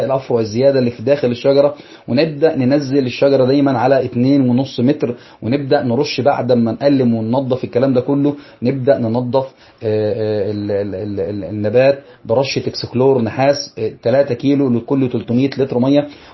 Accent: Egypt; موجود عندنا في مصر حاجة اسمها

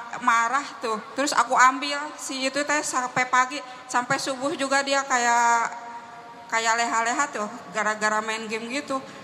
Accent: Kuningan, West Java, Indonesia; kan saya orang Kuningan ya yang dekat

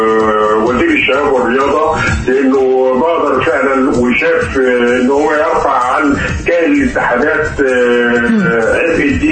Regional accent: Egypt; احنا عندنا في مصر الحالة شغالة كويس جدا

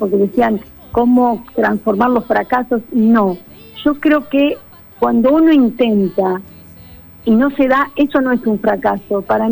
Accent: Argentina; agradeciendo que soy argentina, que soy argentina y que amo mi país.

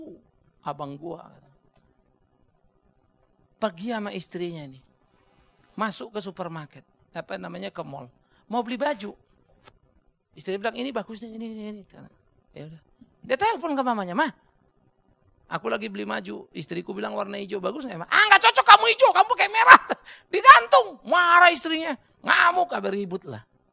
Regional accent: Sumatra, Indonesia; Saya orang dari Sumatera, saudara.

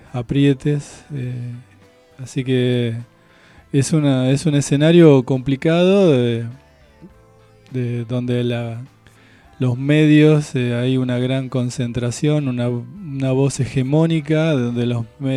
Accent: La Plata, Buenos Aires Province, Argentina; digamos, para quienes somos de acá de La Plata

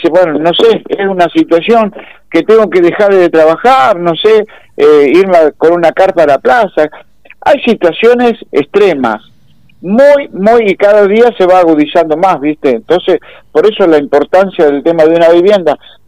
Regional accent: Argentina; Como argentino y como peronista, me da vergüenza ajena la situación.

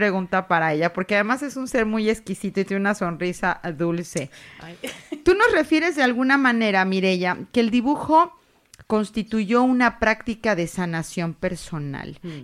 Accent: Mexico; now in Zaragoza, Spain; cuando yo llegaba aquí a esta tierra, a Zaragoza, y para mí todo era nuevo, todo era diferente a mi cultura de origen, yo soy mexicana

